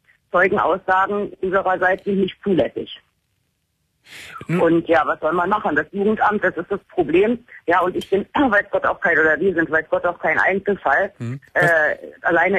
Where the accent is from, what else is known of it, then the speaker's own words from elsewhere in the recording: Berlin, Germany; Ich bin gebürtige Deutsche, bin in Deutschland geboren und aufgewachsen, in Berlin. Und habe allerdings durch eine Heirat vor 21 Jahren die persische Staatsangehörigkeit bekommen.